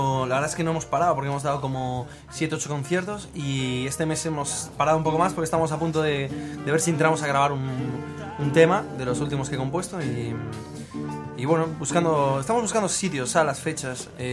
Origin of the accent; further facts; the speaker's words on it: Vigo, Galicia, Spain; Yo vengo de Vigo.